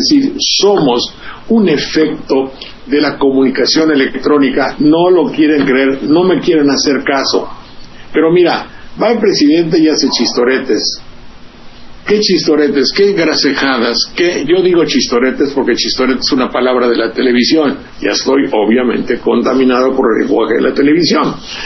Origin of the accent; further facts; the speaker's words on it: Xalapa, Veracruz, Mexico; la televisión de mi pueblo, de Veracruz y de Jalapa